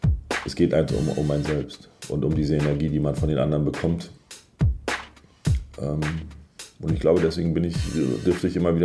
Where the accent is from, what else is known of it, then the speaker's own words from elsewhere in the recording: Germany; born there; Ich bin in der DDR geboren